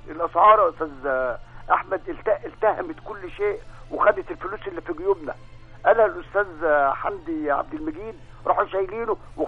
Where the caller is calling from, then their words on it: Alexandria, Alexandria Governorate, Egypt; أنا بكلم حضرتك من اسكندرية